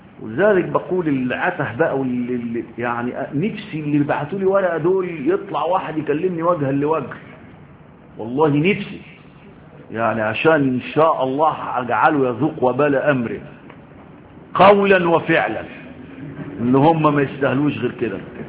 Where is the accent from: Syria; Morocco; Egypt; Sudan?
Egypt; انا مصري كده ماشي بالعند